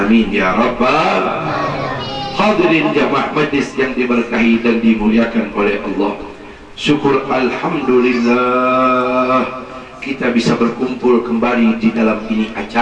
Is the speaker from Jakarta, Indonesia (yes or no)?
yes; Jakarta, Indonesia; Saya datang dari Jakarta